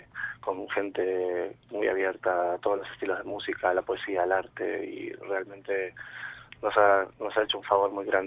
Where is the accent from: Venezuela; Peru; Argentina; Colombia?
Argentina; now in Madrid, Spain; Horacio y yo somos argentinos, bueno, si bien mis padres son españoles y yo ya soy más un poquito español, estábamos aquí en Madrid